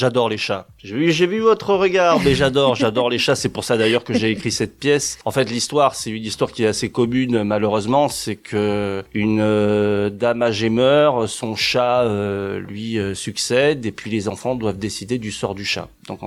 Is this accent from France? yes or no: yes; Marseille, Provence-Alpes-Côte d'Azur, France; Moi, je suis marseillais d'origine, donc j'allais beaucoup au théâtre de la Criée à Marseille quand j'étais petit.